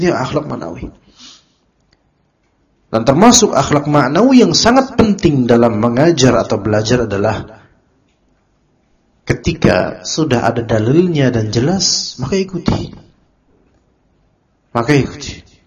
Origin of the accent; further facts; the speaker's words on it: Java, Indonesia; Ternyata karakter di sana beda dengan karakter kita orang Pulau Jawa